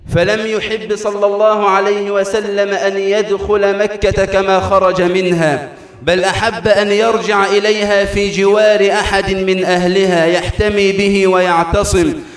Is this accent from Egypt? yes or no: yes; Egypt; اللهم اجعل بلدنا مصر أمناً أماناً